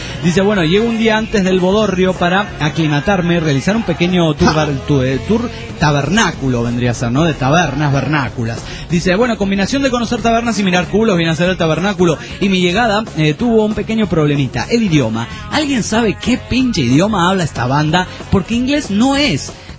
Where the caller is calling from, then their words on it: El Salvador; del Salvador.